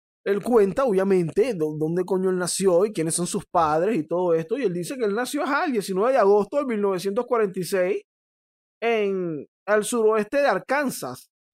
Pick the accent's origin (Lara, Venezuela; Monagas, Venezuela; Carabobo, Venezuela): Monagas, Venezuela; Caripito; born there; yo les informo que yo nací en Caripito